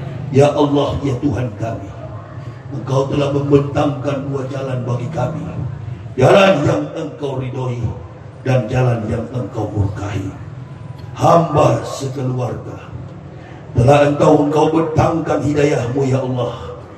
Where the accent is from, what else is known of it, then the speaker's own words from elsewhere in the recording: Nias, North Sumatra, Indonesia; Saya dari Nias.